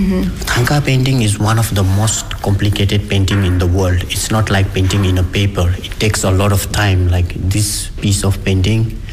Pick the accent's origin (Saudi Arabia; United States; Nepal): Nepal; English is a second language; because even in my hometown, there are more temples than houses. So I have grown up in that environment.